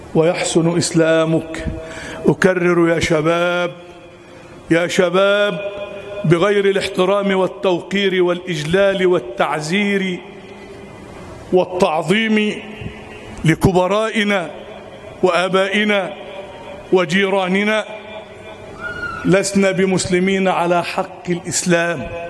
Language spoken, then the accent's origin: Arabic; Egypt; اللهم اجعل بلدنا مصر أمنا أمانا، سخاء رخاء. اجعل مصرنا أمنا أمانا، سخاء رخاء